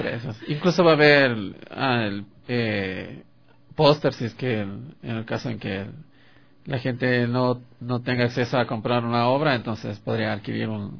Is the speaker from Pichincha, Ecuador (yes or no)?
yes; Quito, Pichincha, Ecuador; born there; Sí, yo nací aquí en Quito.